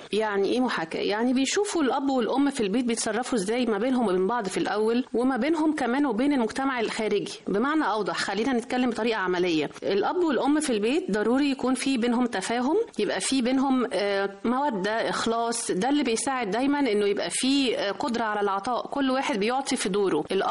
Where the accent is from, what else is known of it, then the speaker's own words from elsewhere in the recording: Egypt; فمعروفة قوي أنه إحنا كمصريين ما عندناش أي تهاون في حق أرضنا